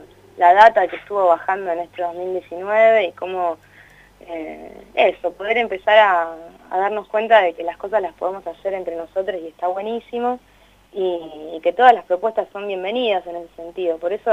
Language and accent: Spanish; La Pampa, Argentina; now in Buenos Aires, Argentina; si bien somos de La Pampa, estamos estudiando en Buenos Aires.